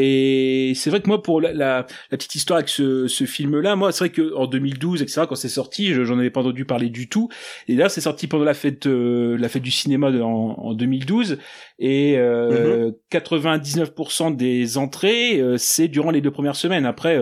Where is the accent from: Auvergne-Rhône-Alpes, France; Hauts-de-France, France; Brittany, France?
Hauts-de-France, France; Arras; moi je suis d'Arras dans le Pas-de-Calais